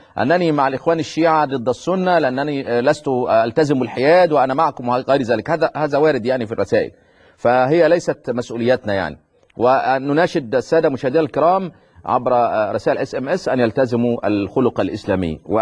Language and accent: Arabic; Egypt; زي كما يقولون عندنا في مصر